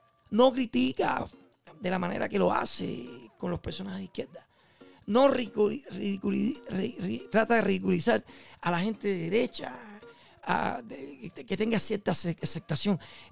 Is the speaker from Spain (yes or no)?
no; Cuba; Yo soy cubano.